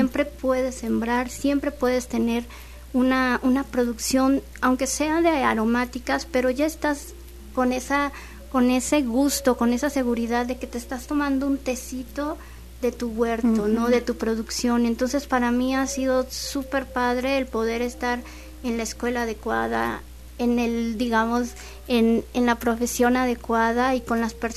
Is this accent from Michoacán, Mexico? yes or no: no; Mexico City, Mexico; moved away as an adult; Yo llegué de la Ciudad de México como diseñadora gráfica.